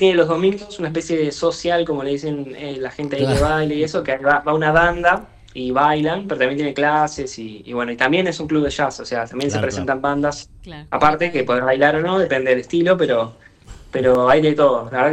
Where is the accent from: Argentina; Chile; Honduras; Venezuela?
Argentina; La Plata, Buenos Aires Province; Cami y yo somos de La Plata, y uno de los Maxis es cordobés y el otro es de Santa Fe, pero bueno, viví en Berizo mucho tiempo, así que bueno, estamos ahí medio mezclados